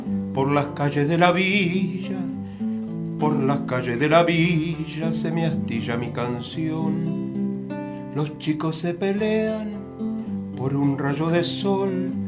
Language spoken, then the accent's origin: Spanish; Argentina; lo que tenga que ver con nosotros como país, como Argentina